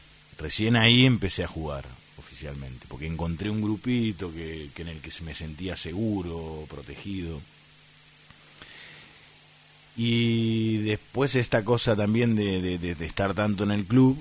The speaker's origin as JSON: {"language": "Spanish", "town": "Bahía Blanca", "region": "Buenos Aires Province", "country": "Argentina", "tie": "born or raised there", "moved": "as an adult", "said": "yo nací, pertenezco a una familia de clase media, con dos hermanos, un hermano más grande y una hermana más pequeña, de muy poquita diferencia de edad los tres, de un barrio típico de Bahía, popular, si se quiere, que es Villa Mitre"}